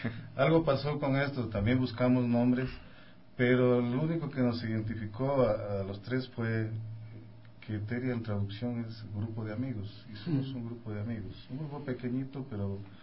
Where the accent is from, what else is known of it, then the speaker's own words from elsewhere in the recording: Zamora, Zamora-Chinchipe, Ecuador; now in Quito, Ecuador; nosotros empezamos aquí estudiando en el Conservatorio de Loja porque de allá venimos. Yo soy de Zamora, pero Zamora queda 1 hora de Loja.